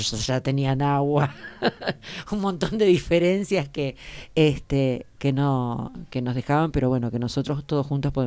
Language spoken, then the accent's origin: Spanish; Córdoba, Argentina; Bueno, somos del Valle Punilla, ¿no?